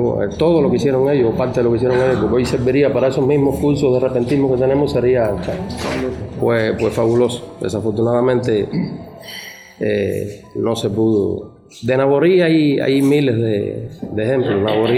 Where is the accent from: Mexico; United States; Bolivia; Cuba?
Cuba; born there; todos los improvisadores que nacimos en Cuba